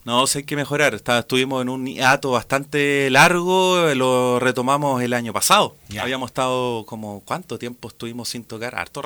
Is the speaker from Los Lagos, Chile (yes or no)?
no; La Serena, Coquimbo, Chile; en realidad entre Serena y Coquimbo, sí. De hecho, mis papás todavía viven ahí en Coquimbo. Vivo en el límite, en realidad.